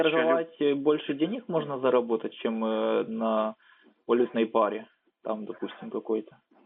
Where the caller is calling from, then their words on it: Vinnytsia, Vinnytsia Oblast, Ukraine; я Винница, город, Винницкая область.